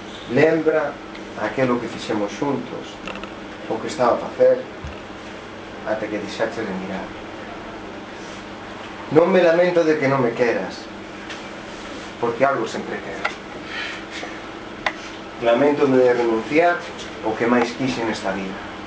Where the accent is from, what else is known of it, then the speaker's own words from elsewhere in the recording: Vilanova, Galicia, Spain; É curioso, porque eu son de Vilasnova, que é o concello de Vila García da Arousa